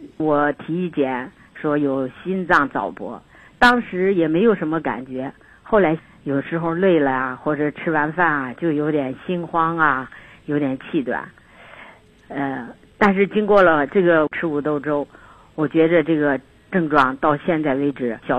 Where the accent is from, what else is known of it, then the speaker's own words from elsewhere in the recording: Nantong, Jiangsu, China; 我来自江苏南通市。